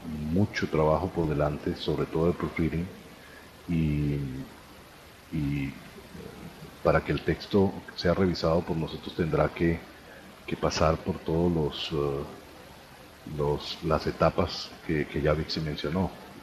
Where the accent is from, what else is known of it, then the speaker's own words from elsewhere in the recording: Venezuela; yo soy venezolano también.